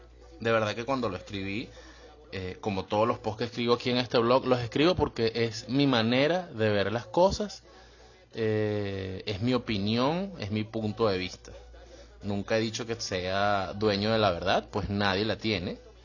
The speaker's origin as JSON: {"language": "Spanish", "country": "Venezuela", "moved": "yes", "said": "me incluyo porque soy venezolano"}